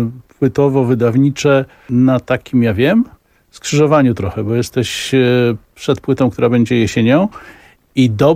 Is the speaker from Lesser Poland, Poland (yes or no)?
yes; Kraków, Lesser Poland, Poland; chciałem się przywitać krajanie, ale zdaje się, że tak jak ja już niespecjalnie jestem Krakusem, to ty też coraz mniej.